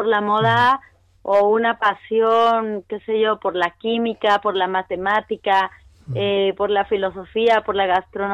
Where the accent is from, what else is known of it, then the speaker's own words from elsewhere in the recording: Chile; also born or lived in Mexico; Nacimos en México, yo tengo una hermana melliza y luego nos fuimos con mi mamá y mi papá y mi hermana melliza, nos fuimos a Chile y luego en Chile mis papás se separaron